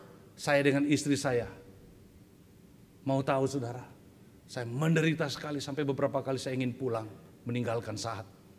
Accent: Central Sulawesi, Indonesia; Karena saya tahu di Indonesia Timur, kita orang Indonesia Timur ya, saya dari Sulawesi Tengah.

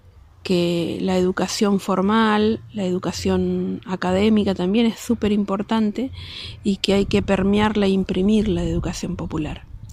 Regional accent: Chaco, Argentina; Vivo ahí hace más de 30 y pico de años. Vinimos con mis viejos, fueron varias mudanzas, pero venimos del Chaco, yo soy chaqueña.

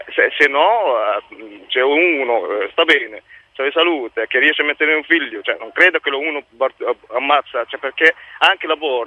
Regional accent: Morocco; now in Italy; Io sono del Marocco.

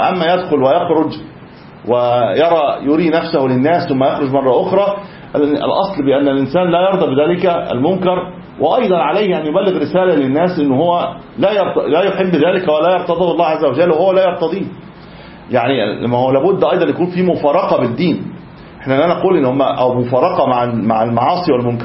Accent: Egypt; انا مش عارف احنا عقويين كمصريين يعني

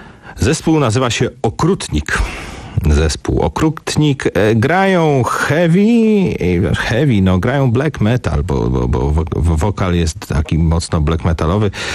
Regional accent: Warsaw, Masovian Voivodeship, Poland; jako warszawiak mogę powiedzieć, że w Pradze czuję się troszeczkę lepiej

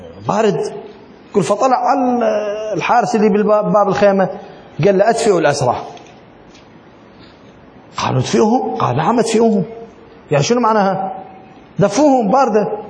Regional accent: Iraq; ولكن عندنا بالعراق بي ولي وبي إشهار وبي مهر

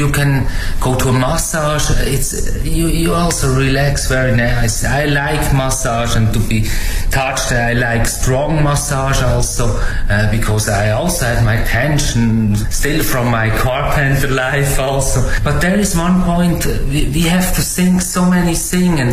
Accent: Switzerland; now in China; from Switzerland. Stay now 5 years in China.

